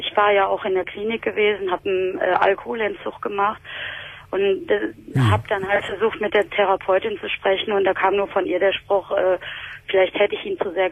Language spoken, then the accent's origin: German; Essen, North Rhine-Westphalia, Germany; Also ich komme ja aus Essen